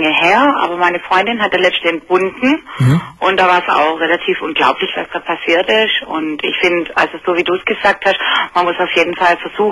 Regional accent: Baden-Württemberg, Germany; Nein, ich komme aus Baden-Württemberg.

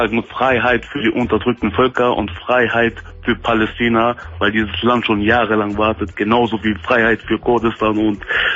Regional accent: Germany; Wo meine Heimat ist? Mhm. In Deutschland natürlich. Ich lebe doch hier. Ich arbeite hier.

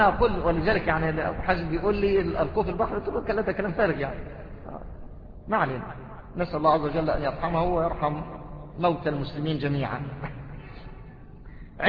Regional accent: Mansoura, Dakahlia, Egypt; أمام بيت المحافظ عندنا في المنصورة طائفتان

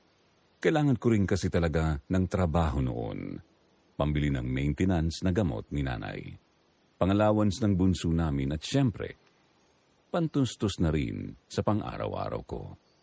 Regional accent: Mimaropa, Philippines; 36 anyos na ngayon, tubong Palawan.

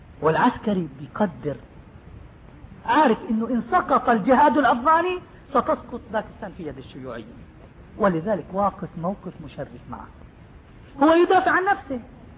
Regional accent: West Bank, Palestine; moved away; نحن فلسطيني والله من فلسطين، أنا ولدت في فلسطين في قرية اسمها سير الحربية قضاجني، وظليت في فلسطين حتى احتلال سنة 67، وأمي وأبوي وإخواني لا زالوا تحت حكم اليهود

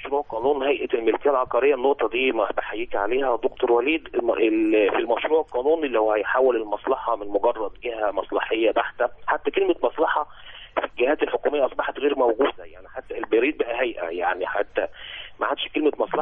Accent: Egypt; احنا عندنا في مصر بنخضع لقانون الخدمة المدنية

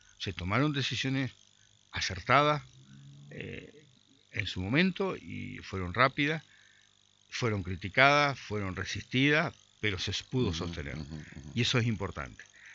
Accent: Concordia, Entre Ríos, Argentina; nosotros tenemos un tema como concorrienses, como entrerrianos, como argentinos

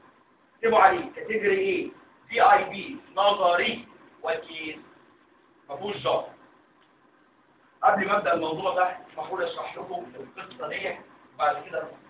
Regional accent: Egypt; لكن اشهر سبب للرينال فيلير عندنا في مصر هو ايه؟

